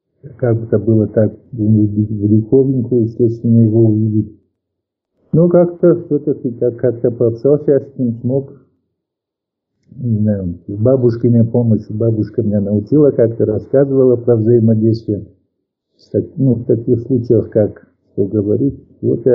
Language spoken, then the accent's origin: Russian; North Ossetia–Alania, Russia; also born or lived in Dushanbe, Tajikistan; через 3 года мы приехали в Осетию, вернулись домой, и вот с тех пор, например, здесь пошел в детский садик в горах у нас там, и потом в школу пошел, закончил школу